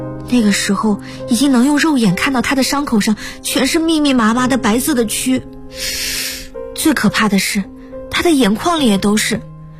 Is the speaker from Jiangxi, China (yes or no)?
no; Sichuan, China; 我老家在四川，在四川话里形容这种瞎折腾叫板命